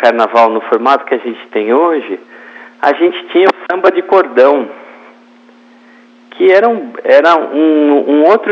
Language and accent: Portuguese; São Paulo, Brazil; born there; São Paulo mesmo.